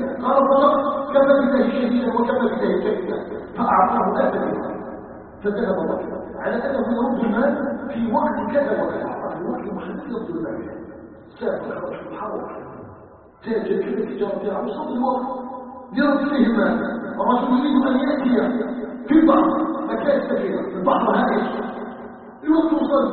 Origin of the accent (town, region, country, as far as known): Algeria